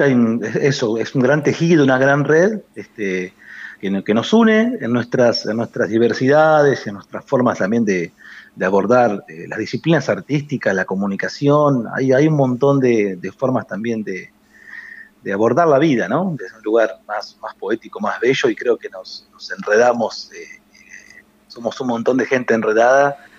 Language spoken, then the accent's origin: Spanish; Tandil, Buenos Aires Province, Argentina; now in Ayacucho, Argentina; soy nacido en Tandil, yo soy tandilense. Ah, bien, soy tandilense, enamorado de Tandil, y vivo hace unos 12 años en Ayacucho, pero siempre tengo el corazón tira al pueblo